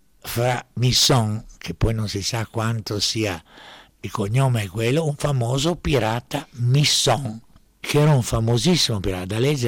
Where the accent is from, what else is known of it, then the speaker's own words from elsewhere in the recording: Dubrovnik, Dubrovnik-Neretva County, Croatia; born there; E sono nato a Ragusa, quello che adesso viene chiamato Dubrovnik, ma quando sono nato io sulle carte geografiche era ancora Ragusa.